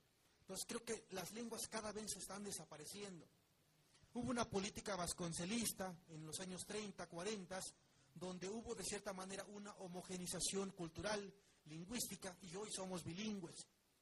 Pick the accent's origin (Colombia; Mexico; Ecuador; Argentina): Mexico; nosotros, como mexicanos, somos los principalmente obligados en conocer cuanto menos una segunda lengua más.